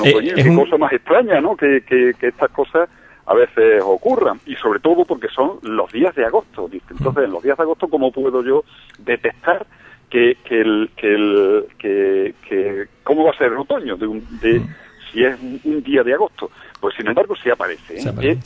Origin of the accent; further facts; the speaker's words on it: Extremadura, Spain; me enseñaron en mi pueblo, un pequeño pueblo de Badajoz, allí en Extremadura